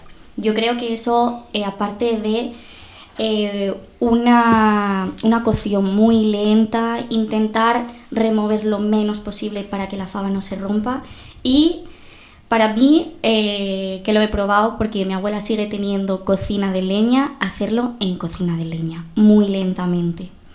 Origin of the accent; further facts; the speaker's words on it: Asturias, Spain; nacido aquí desde siempre, aunque bueno, tengo familia gallega, entonces bueno, soy, por decirlo así, siempre digo que soy mitad asturiana, mitad gallega.